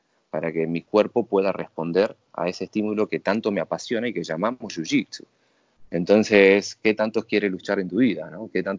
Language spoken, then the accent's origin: Spanish; Tucumán, Argentina; estudié en la Universidad del Norte de Santo Tomás de Aquino en Tucumán, mi provincia natal.